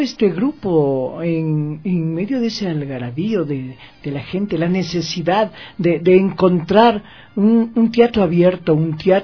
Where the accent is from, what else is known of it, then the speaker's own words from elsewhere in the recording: Quito, Pichincha, Ecuador; Entonces nosotros como buenos quiteños fuimos armonizando esta esencia en esta plaza.